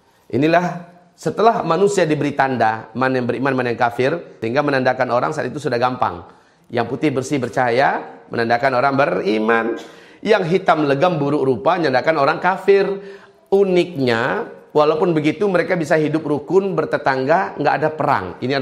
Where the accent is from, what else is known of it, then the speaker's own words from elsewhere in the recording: Padang, West Sumatra, Indonesia; Memang saya orang Padang.